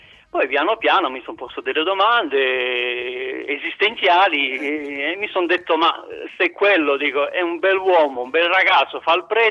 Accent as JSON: {"language": "Italian", "region": "Bucharest", "country": "Romania", "tie": "born or raised there", "second_language": "Italian", "said": "vivevo a Bucarest, che è la mia città d'origine, dove sono nato"}